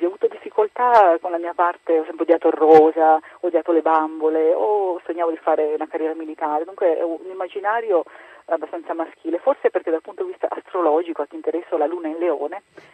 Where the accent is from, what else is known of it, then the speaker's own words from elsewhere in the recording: Trieste, Friuli-Venezia Giulia, Italy; per me che sono di Trieste